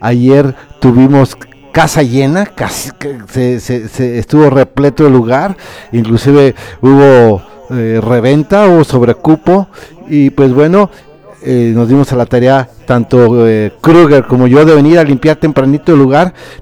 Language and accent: Spanish; Irapuato, Guanajuato, Mexico; de Irapuato, Guanajuato.